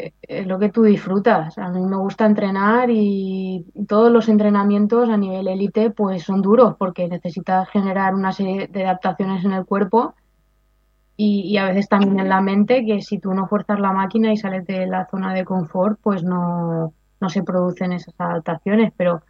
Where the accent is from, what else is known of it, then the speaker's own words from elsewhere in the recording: Spain; en apnea estática sí que soy la española que más tiempo aguanta la respiración